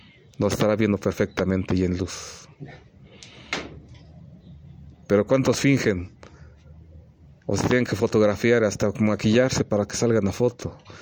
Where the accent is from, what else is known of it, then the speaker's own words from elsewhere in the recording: Mexico; para que no se pierda, ni se siga perdiendo mi pueblo mexicano, de nuestra perla mexicana